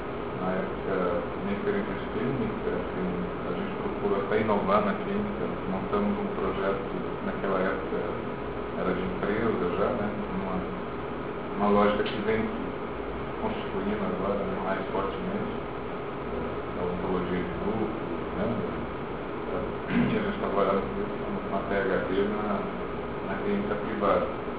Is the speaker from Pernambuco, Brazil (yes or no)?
no; Goiânia, Goiás, Brazil; sou goiano de origem, na cidade que nasceu, de Goiânia